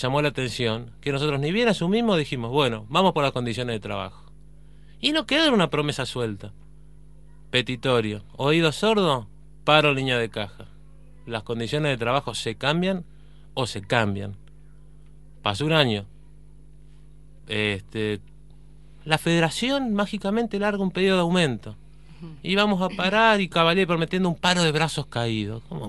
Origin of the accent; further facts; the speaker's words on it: Entre Ríos, Argentina; Yo soy de Entre Ríos, el panza verde